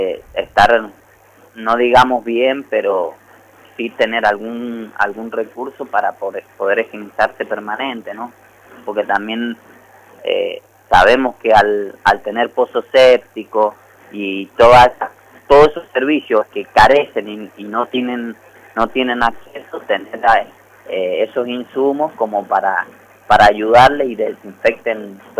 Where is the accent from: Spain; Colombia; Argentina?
Argentina; Las Heras, Mendoza; como mendocinos y mendocinas, y bueno, lacerinos en este caso y lacerinas